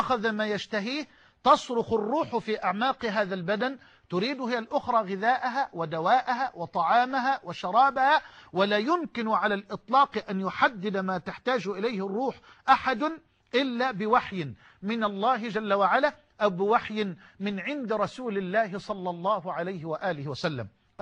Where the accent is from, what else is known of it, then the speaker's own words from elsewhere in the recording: Egypt; يعني كما يقال عندنا في مصر يضحك الطوب